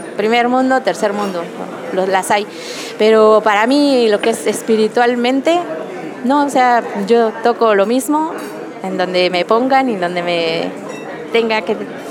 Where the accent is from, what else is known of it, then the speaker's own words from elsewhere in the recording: Mexico; no sé si era el caso de que va uno como mexicano, la verdad es muy bien acogido